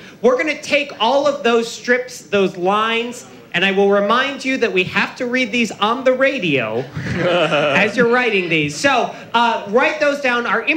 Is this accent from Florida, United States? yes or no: yes; Florida, United States; The Republican will win the governor's mansion in Florida, my home state.